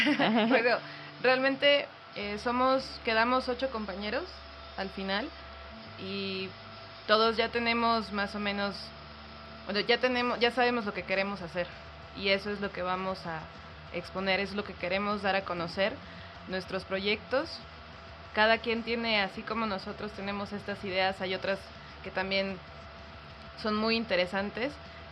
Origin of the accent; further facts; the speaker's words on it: Tuxtla Gutiérrez, Chiapas, Mexico; Yo soy de Tuxtla.